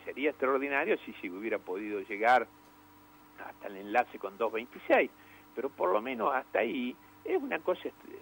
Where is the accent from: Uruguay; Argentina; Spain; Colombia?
Argentina; Loma Negra, Buenos Aires Province; vos sabés que soy de Loma Negra, sé cómo es el sentimiento profundo.